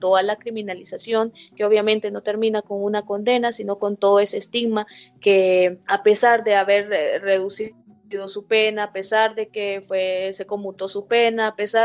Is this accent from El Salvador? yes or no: yes; El Salvador; soy de El Salvador